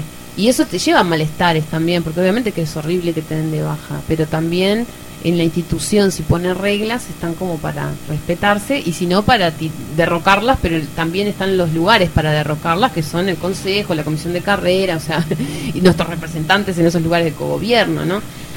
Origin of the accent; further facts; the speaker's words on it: Uruguay; yo siempre digo que somos bien el uruguayo, siempre le buscamos la vueltita a todo.